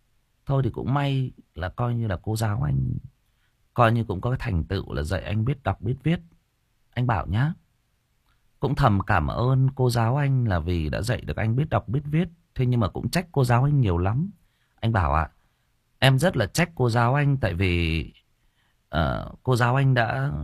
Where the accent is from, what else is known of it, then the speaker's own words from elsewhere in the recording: Thai Nguyen, Vietnam; Chỉ có điều là em sinh ra và lớn lên ở Thái Nguyên. Đó. Em yêu cái nơi em được sinh ra và lớn lên này.